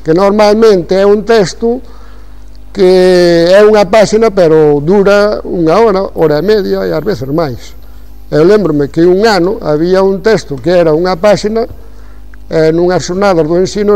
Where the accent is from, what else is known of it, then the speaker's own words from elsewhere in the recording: Vilaseca, Galicia, Spain; Pero primeiro son de Vilaseca. Entendido? Son de Vilaseca.